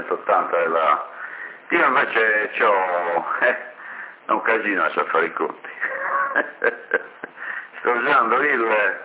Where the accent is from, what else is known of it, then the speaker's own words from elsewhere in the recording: Sassari, Sardinia, Italy; Non sono di Bortigali, io sono di Sassari.